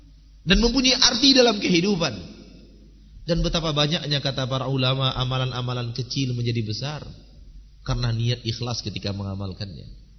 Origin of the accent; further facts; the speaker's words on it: Sumatra, Indonesia; Kalau istilah kami orang Sumatera, nambah tai gigi.